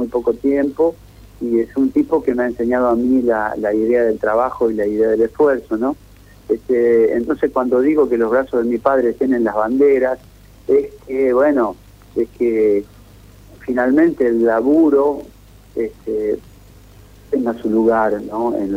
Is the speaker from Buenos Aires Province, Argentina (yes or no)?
no; Santa Fe, Argentina; El río que pasa por mi pueblo, el Carcarañá, también tiene ese color.